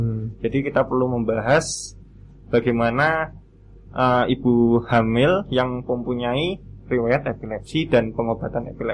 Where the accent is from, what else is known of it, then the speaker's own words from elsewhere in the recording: Boyolali, Central Java, Indonesia; now in Yogyakarta, Indonesia; Boyolali, Mas.